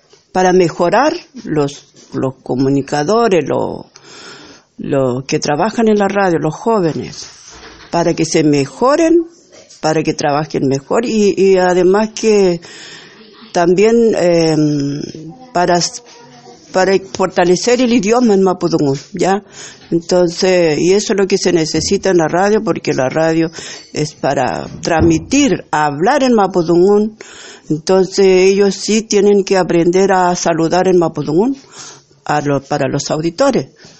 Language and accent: Spanish; Isla Huapi, Araucanía, Chile; soy de la Isla Guapi.